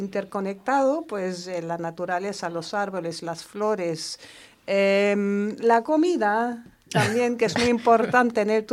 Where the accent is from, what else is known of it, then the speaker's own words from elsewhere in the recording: Germany; Spanish is a second language; siendo alemana que soy, pues yo creo que, no sé, por la forma de educación, tal vez en Alemania no estaba tan consciente del problema que todavía existe